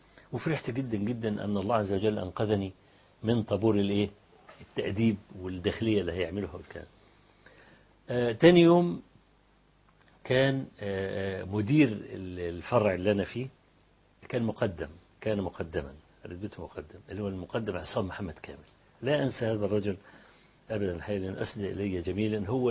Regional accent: Egypt; فأنت من مصر؟ قلت له أنا من مصر

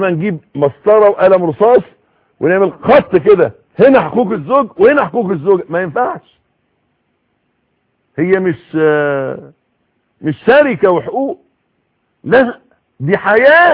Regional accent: Egypt; يبدو الوضع عندنا في مصر، وانا بتكلم على اللي اعرفه

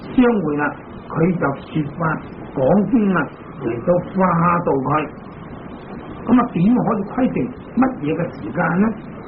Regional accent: Hong Kong; 我们香港人中午十二点就是在美国呢

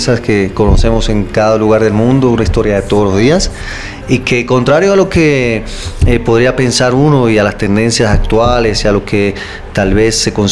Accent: Puerto Rico; Yo soy puertorriqueño.

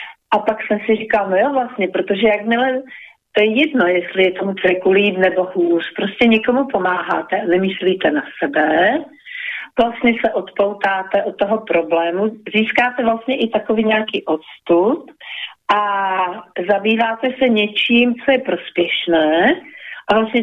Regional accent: Slovakia; Czech is a second language; A i když jsem Slovenka, tak to ráda používám, protože se mi to líbí.

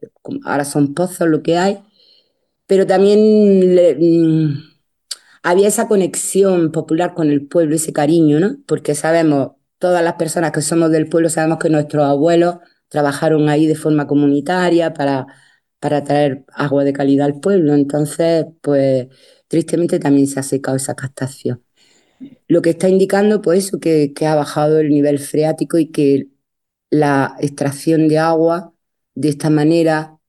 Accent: Dúrcal, Andalusia, Spain; soy de Dúrcal, de un pueblo de la comarca del Valle del Ecrín, muy cerquita de Granada, en el paso entre Granada y la costa

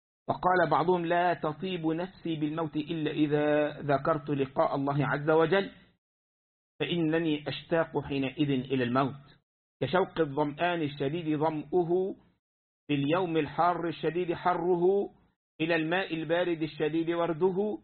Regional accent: Egypt; كان عندنا في مصر من فترة

